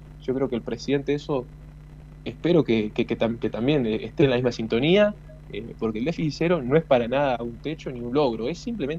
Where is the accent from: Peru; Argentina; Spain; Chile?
Argentina; Catriló, La Pampa; Nosotros, yo soy de Catriló, ¿no?